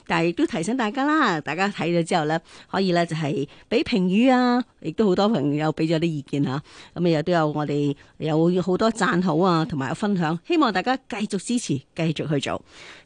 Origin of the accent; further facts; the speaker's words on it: China; 我哋中国人咧过年咧都系好重视噶嘛，几千年来都系啊吓。